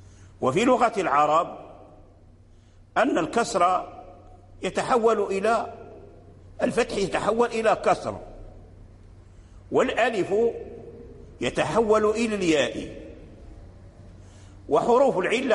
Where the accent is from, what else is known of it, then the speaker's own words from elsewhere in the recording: Morocco; الذي جرى به العمل عندنا في المغرب هي الإمالة الكبرى